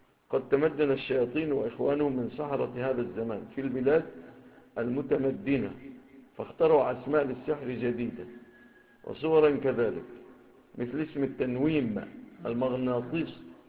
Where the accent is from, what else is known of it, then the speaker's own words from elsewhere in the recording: Egypt; ربما تكونش في بلادنا مصر